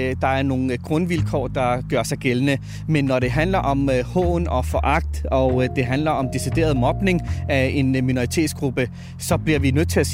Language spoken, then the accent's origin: Danish; Valby, Capital Region of Denmark, Denmark; now in Ishøj, Denmark; De kom fra Pakistan. Og det meste af mit liv har jeg tilbragt i Valby, så jeg ser mig også som en Valby-dreng.